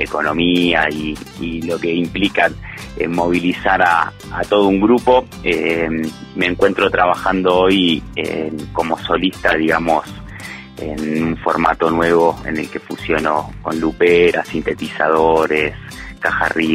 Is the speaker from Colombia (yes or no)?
no; Buenos Aires, Argentina; now in Huerta Grande, Argentina; Valle de Punilla, de Huerta Grande, mejor dicho, bueno, que vengo de Buenos Aires en 2016